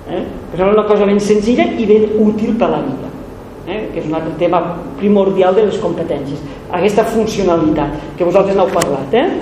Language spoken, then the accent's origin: Catalan; Barcelona, Catalonia, Spain; A Barcelona, la gent que som de Barcelona té un problema